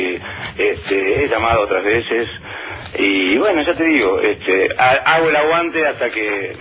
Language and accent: Spanish; San Isidro, Buenos Aires Province, Argentina; born there; Yo nací en San Isidro.